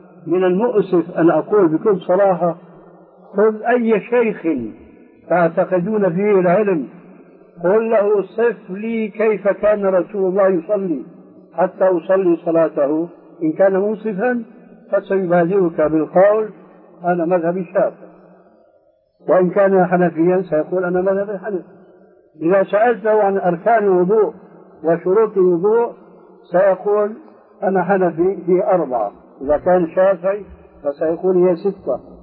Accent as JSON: {"language": "Arabic", "country": "Syria", "said": "كما يقول عندنا في الشام"}